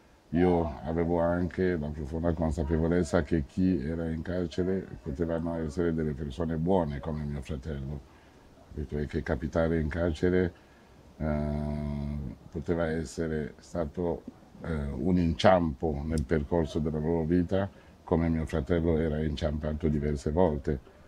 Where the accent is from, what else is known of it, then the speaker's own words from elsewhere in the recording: Cameroon; quando ero piccolo in Africa, in Camerun